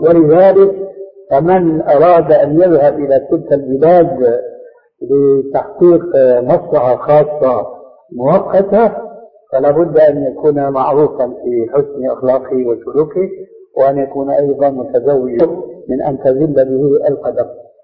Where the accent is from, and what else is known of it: Syria